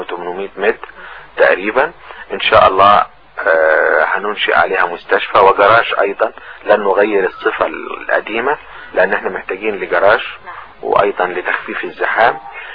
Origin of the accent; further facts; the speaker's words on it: Egypt; لاننا كلنا كمصريين على قدم المساواة،